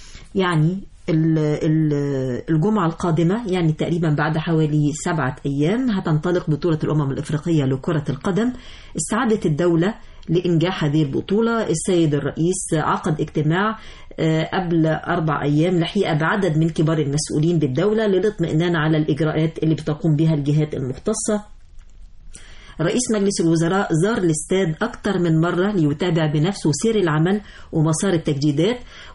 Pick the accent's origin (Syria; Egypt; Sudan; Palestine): Egypt; جمهورنا المصري بيمتلك من التحضر ومن الضيافة الكثير